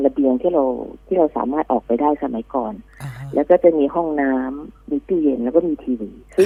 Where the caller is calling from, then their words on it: Pak Chong, Nakhon Ratchasima, Thailand; ปากช่องค่ะ